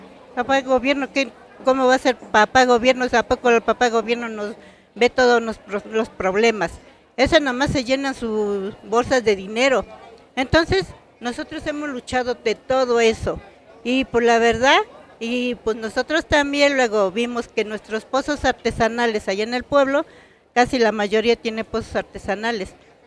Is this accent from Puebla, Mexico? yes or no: yes; Juan C. Bonilla, Puebla, Mexico; Nosotros venimos del municipio de Juan Cebonilla, de aquí de por los volcanes.